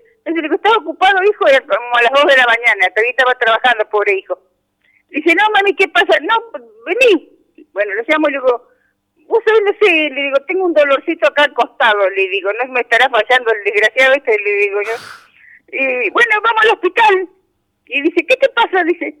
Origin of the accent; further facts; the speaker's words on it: Balcheta, Río Negro, Argentina; De acá, de Balcheta.